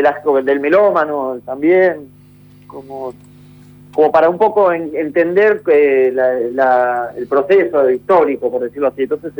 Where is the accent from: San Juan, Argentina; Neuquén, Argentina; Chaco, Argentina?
Neuquén, Argentina; cuando éramos chicos, éramos jóvenes, en Neuquén nos decían alternativos, los alternas nos decían algunos.